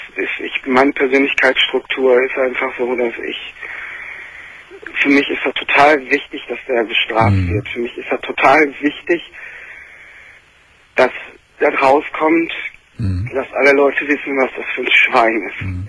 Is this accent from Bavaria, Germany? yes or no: no; Essen, North Rhine-Westphalia, Germany; Deshalb habe ich auch gesagt, wo ich aufgewachsen bin. In Essen-Borbeck.